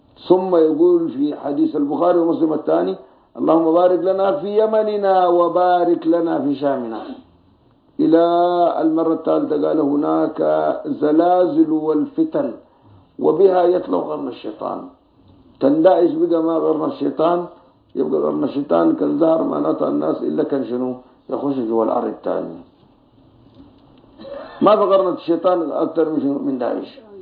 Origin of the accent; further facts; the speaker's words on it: Sudan; واحد يجي يدرسوها عندنا في السودان